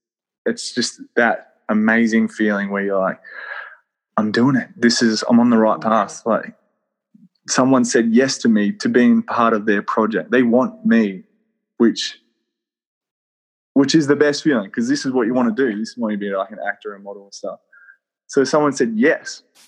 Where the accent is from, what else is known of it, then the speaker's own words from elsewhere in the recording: Wollongong, New South Wales, Australia; I'm from Wollongong.